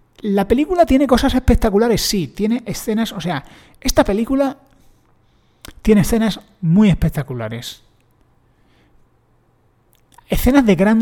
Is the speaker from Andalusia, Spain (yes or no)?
yes; Granada, Andalusia, Spain; Yo soy de Granada, que nadie se lo tome mal. Un granaíno de la calle